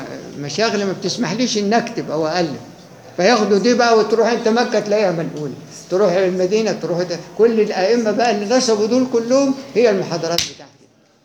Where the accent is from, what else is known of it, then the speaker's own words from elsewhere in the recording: Egypt; احنا مصريين ما ننفعش